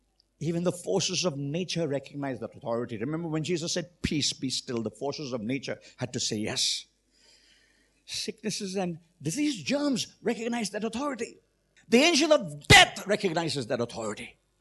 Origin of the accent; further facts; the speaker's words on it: Mumbai, Maharashtra, India; I remember when I was growing up in Mumbai